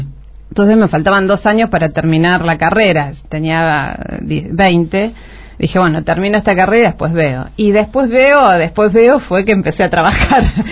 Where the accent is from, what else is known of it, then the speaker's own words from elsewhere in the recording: General Rodríguez, Buenos Aires Province, Argentina; Yo soy de General Rodríguez, esto, algunos se ríen que dicen, ah, bueno, es cerca de la capital, pero General Rodríguez...